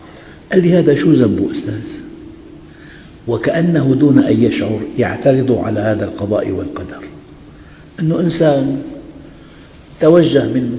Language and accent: Arabic; Syria; عندنا في الشام